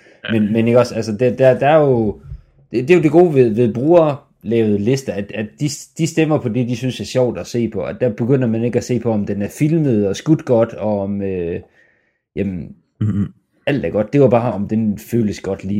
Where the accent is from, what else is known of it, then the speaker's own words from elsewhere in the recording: North Denmark Region, Denmark; Vi er fra Nordjylland her.